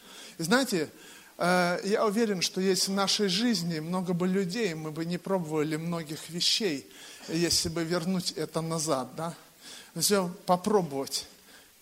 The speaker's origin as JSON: {"language": "Russian", "region": "Bryansk Oblast", "country": "Russia", "tie": "born or raised there", "said": "Я сам родом из Брянской области."}